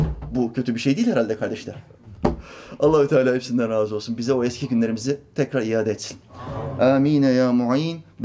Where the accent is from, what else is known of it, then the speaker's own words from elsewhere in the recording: Norway; ben Norveç'te doğdum, büyüdüm. Ama bizim memleket Makedonya Resne.